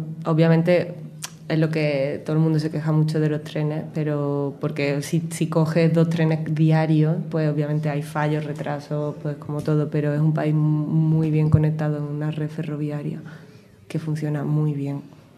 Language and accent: Spanish; Spain; los prejuicios que te encuentras como español allí es que se supone que no hablamos bien inglés